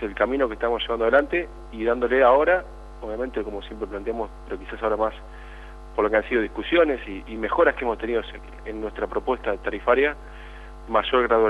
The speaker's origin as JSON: {"language": "Spanish", "region": "Buenos Aires", "country": "Argentina", "said": "lo digo como bonaerense y como un bonaerense del interior más"}